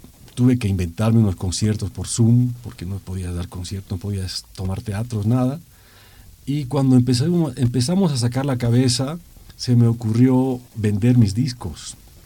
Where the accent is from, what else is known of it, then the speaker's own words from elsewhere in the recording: Cochabamba, Bolivia; Eso siento allá en mi ciudad, en Cochabamba, cosa que no siento en La Paz